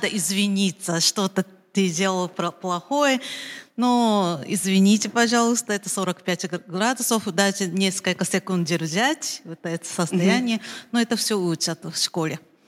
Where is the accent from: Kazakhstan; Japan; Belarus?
Japan; Russian is a second language; now in Moscow, Russia; Я из Японии, но я уже живу в Москве 15 лет.